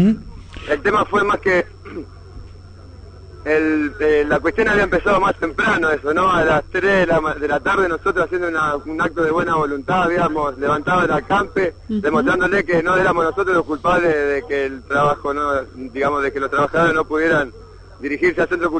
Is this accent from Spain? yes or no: no; Paraguay; Yo tengo tres machetes y vengo desde Paraguay.